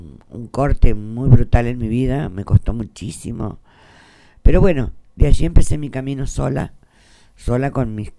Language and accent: Spanish; Buenos Aires Province, Argentina; born there; now in Santa Rosa, Argentina; yo no soy de acá, soy nacida en Buenos Aires, en un pueblito muy pequeño, muy chiquitito, está allá por cerca de la zona de Coronel Bransen